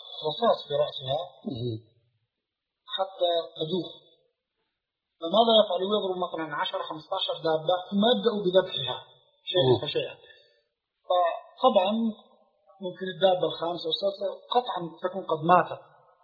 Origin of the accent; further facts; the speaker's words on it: Palestine; now in Canada; أنا من فلسطين.